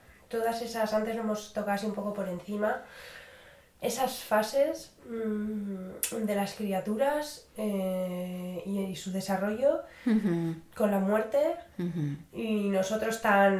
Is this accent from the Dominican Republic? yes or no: no; Sestao, Basque Country, Spain; Siempre cuento la anécdota, encima fue hace poco, fuimos en mi pueblo, en Sestao